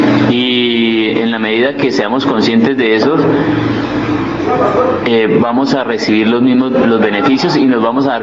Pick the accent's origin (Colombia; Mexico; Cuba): Colombia; San Francisco, Cundinamarca; nosotros, los mismos que estamos aquí, que somos de acá de San Francisco, nos enamoremos. Porque sí, no, o sea, como nacimos en el paraíso, no nos damos cuenta que vivimos en él.